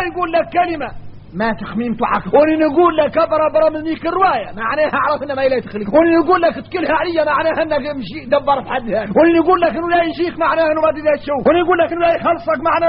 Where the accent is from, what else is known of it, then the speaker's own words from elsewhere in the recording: Mauritania; احنا راك موريتاني عندنا فهم عن مولانا خاص